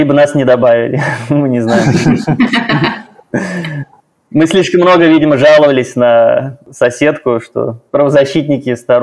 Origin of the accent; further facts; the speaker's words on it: Kazan, Tatarstan, Russia; Ну, я коренной казанец, поэтому в целом, конечно, сложно мне сравнивать, сопоставлять с другими городами.